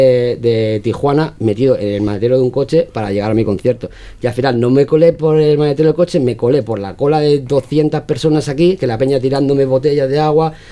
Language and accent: Spanish; Spain; soy español, tengo pasaporte español